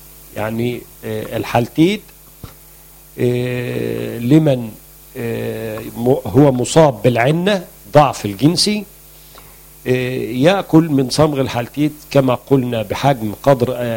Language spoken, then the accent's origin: Arabic; Egypt; موجود عندنا في مصر العديد من أنواع الخل الطبيعي،